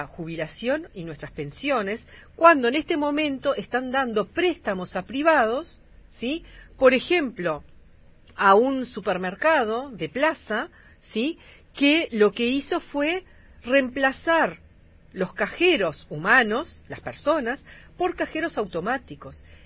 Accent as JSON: {"language": "Spanish", "country": "Uruguay", "said": "nosotros como uruguayas y uruguayos tenemos como una tradición vallista"}